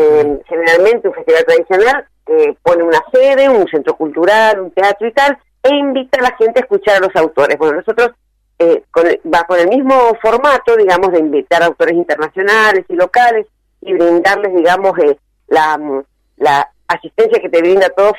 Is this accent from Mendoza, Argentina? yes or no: yes; Mendoza, Argentina; yo especialmente como mendocina, porque bueno, haber ido a estudiar cuando era chica, cuando era adolescente, a leer ahí en la biblioteca